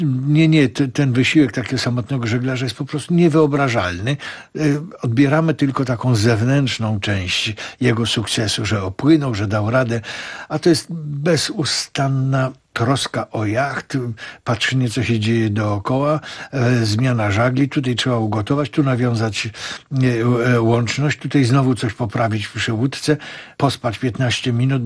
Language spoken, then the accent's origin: Polish; Kraków, Lesser Poland, Poland; W ogóle rzecz dzieje się w Krakowie, bo jestem rodowity Krakower.